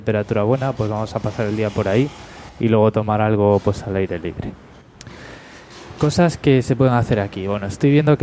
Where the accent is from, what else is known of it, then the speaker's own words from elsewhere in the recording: Spain; yo tengo podcast y soy español, porque me parece un poco pronto